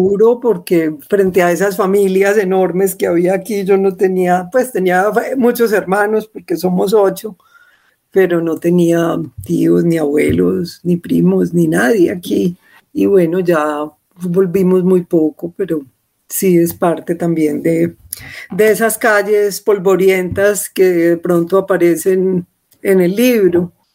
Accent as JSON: {"language": "Spanish", "region": "Antioquia", "country": "Colombia", "tie": "born or raised there", "said": "Yo crecí en Laureles, que era un barrio lleno de lotes y de ratas."}